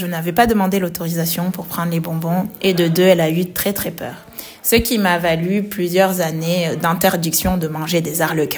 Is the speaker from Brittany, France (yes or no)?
no; Marseille, Provence-Alpes-Côte d'Azur, France; J'étais à Marseille parce que c'est là où j'ai grandi